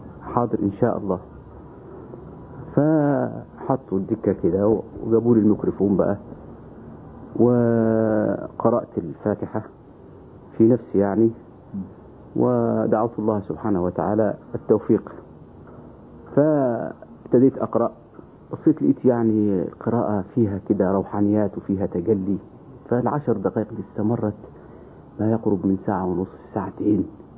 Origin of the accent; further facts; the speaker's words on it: Upper Egypt, Egypt; فبعد ما زرت القاهرة أنا انبسطت بيها ووجدت بلاد غير بلادنا. فرجعت إلى بلادي الصعيد